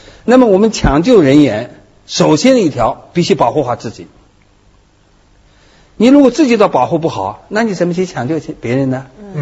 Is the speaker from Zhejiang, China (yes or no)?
yes; Zhejiang, China; accent: Zhejiang; 我这个浙江人的口音很